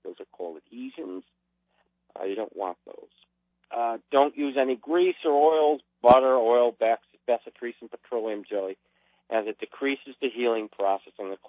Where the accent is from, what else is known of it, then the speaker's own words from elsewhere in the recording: United States; I'm from America. I come from the land of plenty.